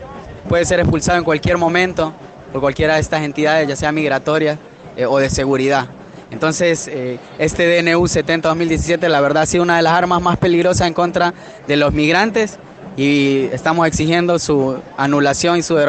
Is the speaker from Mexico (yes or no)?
no; El Salvador; now in Argentina; soy salvadoreño de Centroamérica